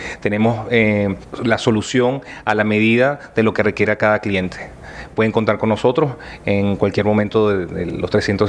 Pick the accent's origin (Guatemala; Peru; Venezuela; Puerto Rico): Venezuela; como venezolano me siento orgulloso de poder tener y optar a este tipo de tecnología